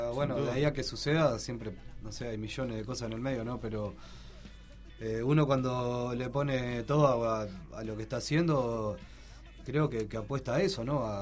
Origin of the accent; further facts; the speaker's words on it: Uruguay; sudaca con K, porque somos uruguayos, obviamente.